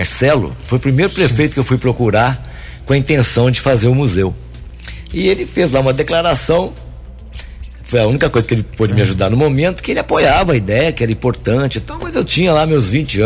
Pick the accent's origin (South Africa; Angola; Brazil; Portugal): Brazil; Guaranésia, Minas Gerais; Eu nasci aqui em Guaranésia, né? Sou guaranesiano de coração, né? E de raça mesmo